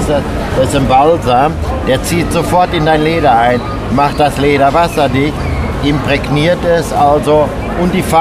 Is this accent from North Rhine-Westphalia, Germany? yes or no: yes; North Rhine-Westphalia, Germany; born there; Ich bin ein gebürtiger Westfale.